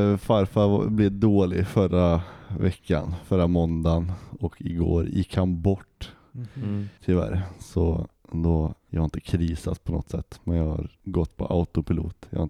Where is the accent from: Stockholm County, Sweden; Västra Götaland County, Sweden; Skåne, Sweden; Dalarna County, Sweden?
Västra Götaland County, Sweden; Åmål; Jag har varit mycket hemma i Åmål och hängt med farsan.